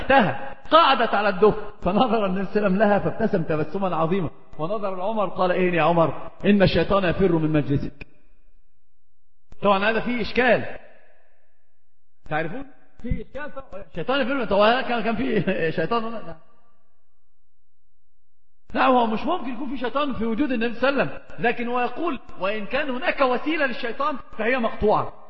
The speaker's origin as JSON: {"language": "Arabic", "country": "Egypt", "said": "عندنا في مصر يقولون مثل عظيم جدا"}